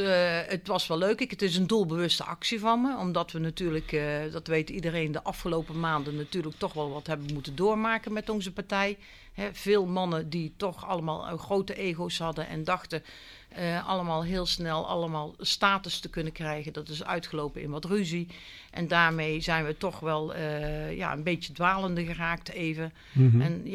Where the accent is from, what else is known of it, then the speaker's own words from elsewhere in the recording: North Brabant, Netherlands; accent: soft G; moved away as an adult; also born or lived in Delft; En nou ja, u kunt het aan mijn zachte G horen. Ik kom uit het Brabantse land en ik ben op 22-jarige leeftijd richting Delft vertrokken.